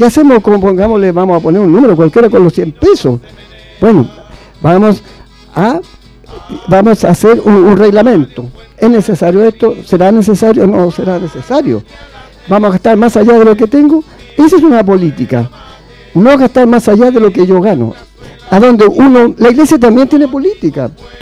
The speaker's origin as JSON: {"language": "Spanish", "country": "Chile", "said": "situaciones históricas que me tocó vivir como persona, como chileno"}